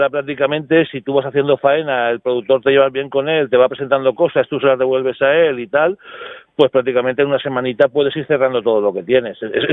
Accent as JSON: {"language": "Spanish", "town": "Castellón", "region": "Valencian Community", "country": "Spain", "said": "nosotros somos de Castellón"}